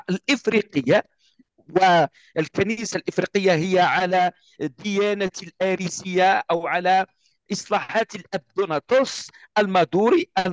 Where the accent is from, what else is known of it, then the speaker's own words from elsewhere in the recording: Algeria; أعطيك مثال، أنا كجزائري أعرف